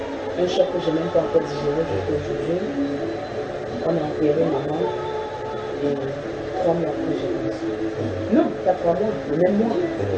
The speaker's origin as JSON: {"language": "French", "town": "Yaoundé", "region": "Centre", "country": "Cameroon", "tie": "born or raised there", "said": "Et je suis arrivée à Yaoundé parce que je suis née et grandie à Yaoundé."}